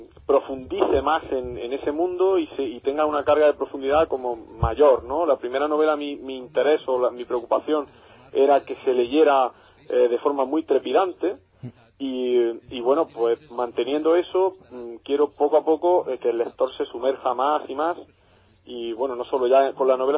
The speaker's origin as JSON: {"language": "Spanish", "town": "Granada", "region": "Andalusia", "country": "Spain", "tie": "born or raised there", "said": "Yo desde aquí, desde Granada, desde mi tierra natal, os mando un pequeño desafío"}